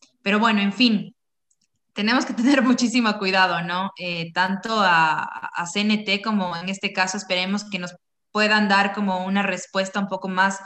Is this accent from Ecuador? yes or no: yes; Ecuador; yo como ecuatoriana